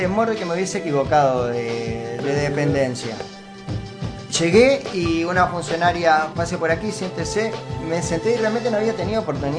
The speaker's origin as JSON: {"language": "Spanish", "country": "Uruguay", "tie": "born there", "said": "tengo la cédula que me acredita como uruguayo nacido en este suelo."}